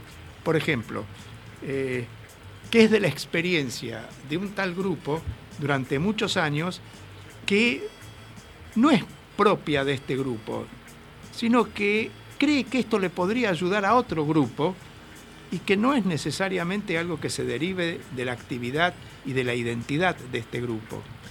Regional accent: Buenos Aires, Argentina; yo soy un porteño de Buenos Aires

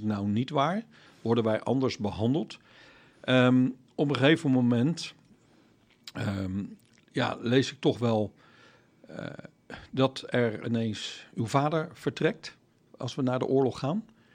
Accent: Netherlands; En dan, ja, ik schaam mij toch wel een beetje als een Nederlander.

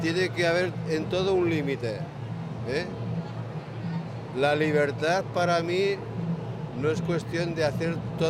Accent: Torre de las Arcas, Aragon, Spain; Pues está entre las puertas del Maestrazgo, la Cuenca Minera y el Parque del Río Martín.

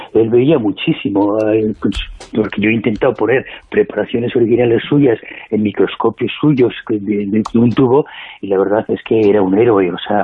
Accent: Spain; somos los mismos españoles los que no hacemos

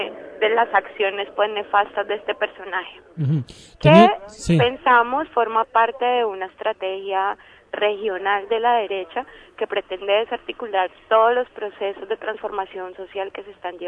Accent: Colombia; moved away; Que se supone que es un derecho que tenemos como colombianos y colombianas que estamos fuera de nuestro país

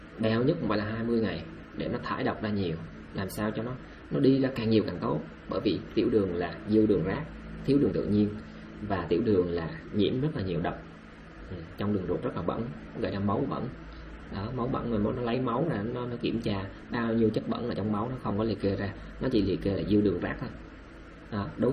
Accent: Đắk Lắk, Vietnam; born there; moved away; em đâu phải người miền Tây, em là người sinh ra ở Đắk Lắk và em tha phương cầu thực.

